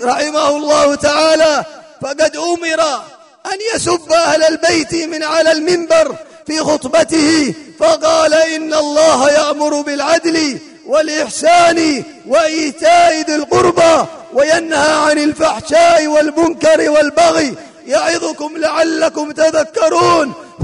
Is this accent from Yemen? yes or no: yes; Hadhramaut, Yemen; في بلادنا هذه بلاد حضرموت